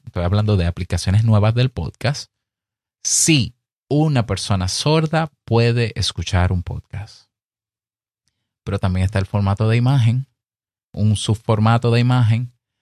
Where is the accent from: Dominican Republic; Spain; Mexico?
Dominican Republic; Es muy común en mi país, que digo en mi país porque yo tengo un directorio de podcast dominicano